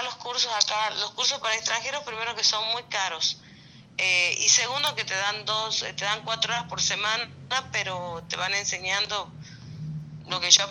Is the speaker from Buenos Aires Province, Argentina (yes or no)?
no; Tucumán, Argentina; moved away; also born or lived in Colombia; Y ya estoy fuera del país ya cumplí 21 años fuera del país.